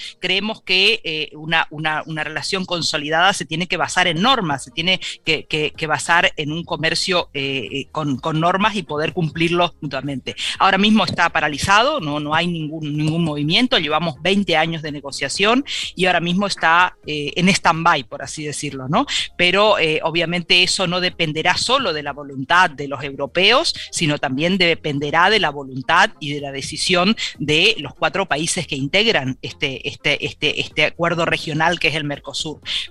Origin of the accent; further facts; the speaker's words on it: Corrientes, Argentina; de mi misma provincia donde yo soy, de Corrientes, Argentina, en el límite con Brasil y el límite con Paraguay. Yo soy de una región que se llama el Gran Chaco Latinoamericano, que está justamente en el límite en lo que es el corazón del Mercosur